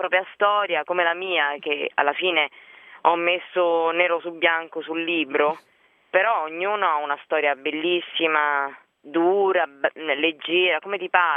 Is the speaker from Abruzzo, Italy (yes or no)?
yes; Lanciano, Abruzzo, Italy; born or raised there; also born or lived in L'Aquila